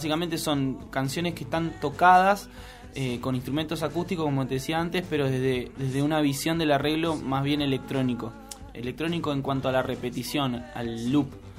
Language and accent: Spanish; Chapadmalal, Buenos Aires Province, Argentina; yo soy de Chapadmalal, que es al lado de Mar del Plata.